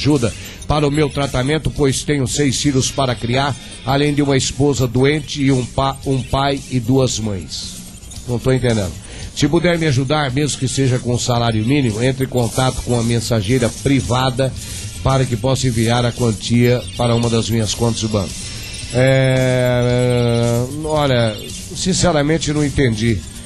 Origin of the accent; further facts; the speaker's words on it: Ilhéus, Bahia, Brazil; Mestre, sou daqui de Ilhéus, Bahia, e eu tenho um grupo de empresários